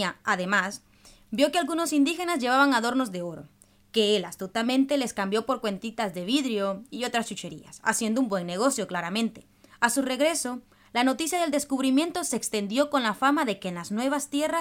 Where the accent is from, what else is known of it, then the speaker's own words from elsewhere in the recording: El Salvador; Yo soy de El Salvador, y este país se especializó en perder